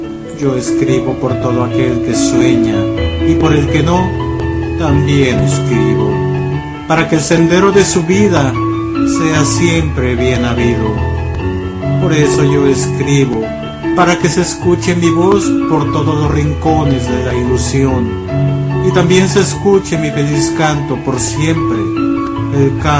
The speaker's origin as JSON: {"language": "Spanish", "country": "Mexico", "moved": "yes", "lives_now": "Los Angeles, United States", "said": "soy mexicano residiendo en Los Ángeles, California, en Estados Unidos."}